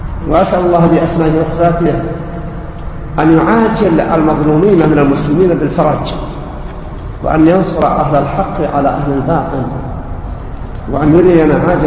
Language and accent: Arabic; Syria; أنا سوري.